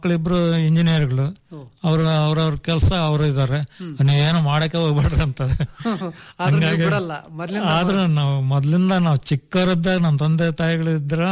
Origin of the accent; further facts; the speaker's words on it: Chitradurga, Karnataka, India; also born or lived in Talavatti; ನಾನು 5th standard ಇದ್ದಾಗನೆ ತಾಳ್ವಟ್ಟಿಯಿಂದ Chitradurga ಬಂದೆ 1916